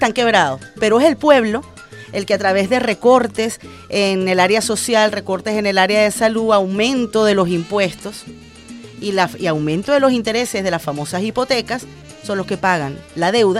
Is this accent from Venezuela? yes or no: yes; Venezuela; los venezolanos somos así